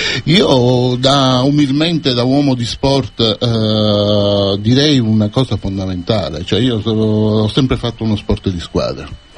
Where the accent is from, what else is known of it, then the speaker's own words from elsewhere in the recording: Cefalù, Sicily, Italy; Da quell'enorme vantaggio che risiediamo a Cefalù, siamo di Cefalù